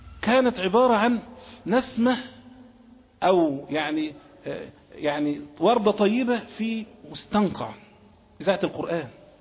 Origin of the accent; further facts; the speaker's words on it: Egypt; بلاد مثلا زي بلادنا مصر مش ممكن كنت تشوف حد فيها خالص